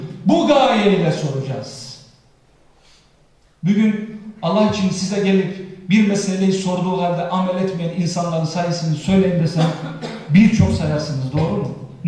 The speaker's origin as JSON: {"language": "Turkish", "region": "Konya", "country": "Turkey", "said": "Ve bizim yöreye ait yemekler yapıyor. Ben Konya'lıyım malum bildiğiniz üzere."}